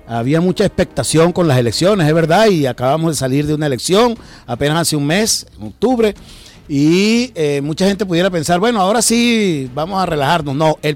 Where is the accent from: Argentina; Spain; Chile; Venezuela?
Venezuela; la vergüenza que como venezolanos sentíamos